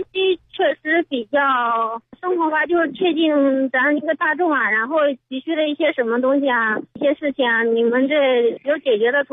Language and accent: Chinese; Anhui, China; now in Beijing, China; 我老家安徽的。